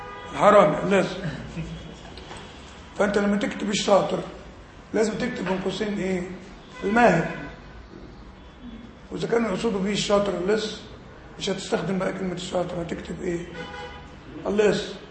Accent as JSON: {"language": "Arabic", "country": "Egypt", "said": "بره عندنا في مصر يعني ايه؟"}